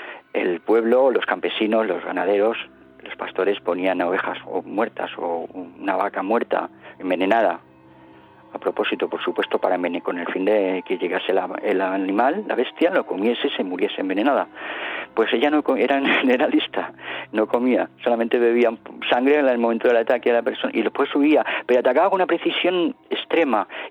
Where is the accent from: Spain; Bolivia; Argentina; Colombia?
Spain; digo, no, pero yo digo, soy un investigador español y escribo sobre estos temas y tal.